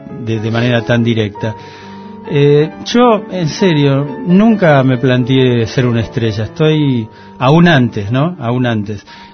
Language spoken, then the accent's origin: Spanish; Argentina; porque soy argentino y soy periodista